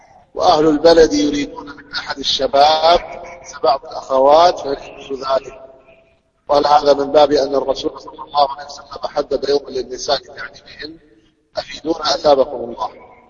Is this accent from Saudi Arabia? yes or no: yes; Saudi Arabia; عندنا في السعودية